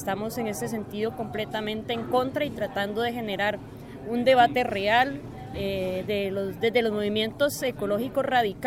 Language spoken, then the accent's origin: Spanish; Costa Rica; de Costa Rica